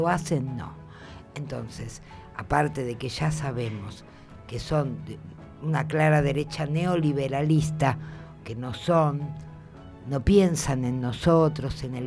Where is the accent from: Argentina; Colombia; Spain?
Argentina; Ya sé, somos argentinos